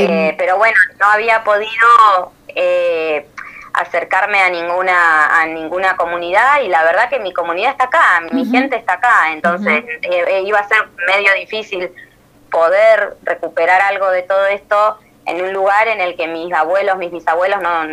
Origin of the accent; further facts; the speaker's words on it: La Pampa, Argentina; moved away as an adult; Yo soy de La Pampa, estudié allá, milité mucho allá en el feminismo, en la universidad